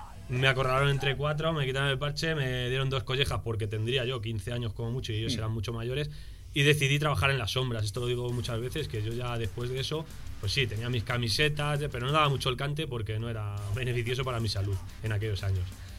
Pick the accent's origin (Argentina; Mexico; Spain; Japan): Spain; Alcalá de Henares, Community of Madrid; Yo me crié en una ciudad muy fascista, y de ahí que es Alcalá de Henares.